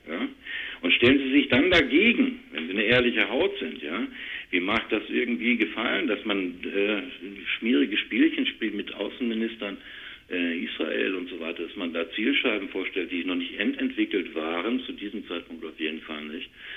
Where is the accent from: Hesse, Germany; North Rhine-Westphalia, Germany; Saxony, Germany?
North Rhine-Westphalia, Germany; Duisburg; Ich komme aus Duisburg-Rohrt, Werften, Thyssen.